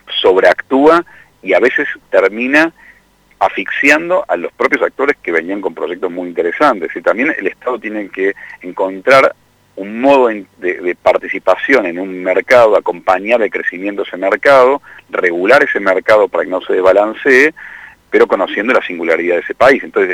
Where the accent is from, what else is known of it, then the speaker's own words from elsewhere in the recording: Córdoba, Argentina; now in Buenos Aires, Argentina; yo soy cordobés, ¿no? Y, si bien vivo en Buenos Aires